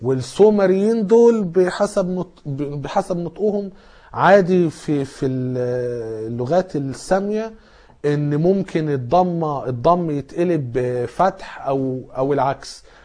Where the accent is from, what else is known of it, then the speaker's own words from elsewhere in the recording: Alexandria, Alexandria Governorate, Egypt; شوية جم عندنا في اسكندرية